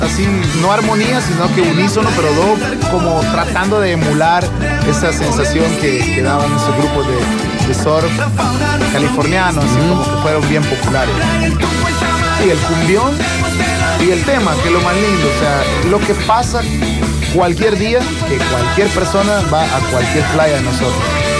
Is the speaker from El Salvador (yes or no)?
yes; El Salvador; Te encontrás gente en cualquier lugar del mundo y le decís, soy de El Salvador.